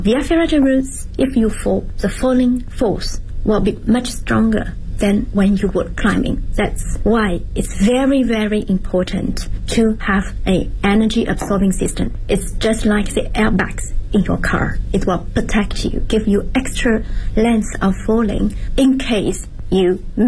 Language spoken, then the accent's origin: English; Zhejiang, China; English is a second language; now in Beijing, China; I'm from Zhejiang Province. It's a province located south of Shanghai, coastal area. There are some mountains, but not big mountains. So I'm in Beijing since, lots of years ago.